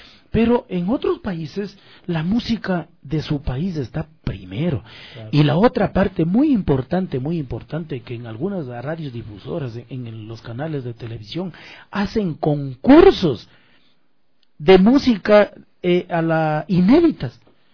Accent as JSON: {"language": "Spanish", "country": "Ecuador", "said": "nosotros como músicos ecuatorianos"}